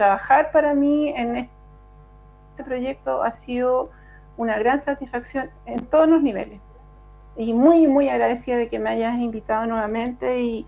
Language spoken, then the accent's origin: Spanish; Puente Alto, Santiago Metropolitan, Chile; Puente Altina, de tomo y lomo, yo nací y criada en Puente Alto. Nací en el Sotero del Río el año 67